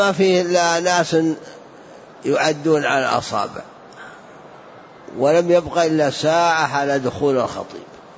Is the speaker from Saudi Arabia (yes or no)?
yes; Najd, Saudi Arabia; إلا في البلدان الأخرى عندنا في نجد